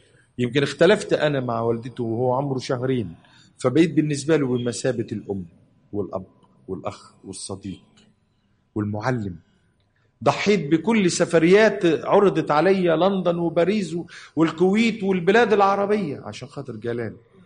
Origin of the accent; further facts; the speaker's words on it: Cairo, Cairo Governorate, Egypt; وأنا ابن البلد، ابن حي الضرب الأحمر.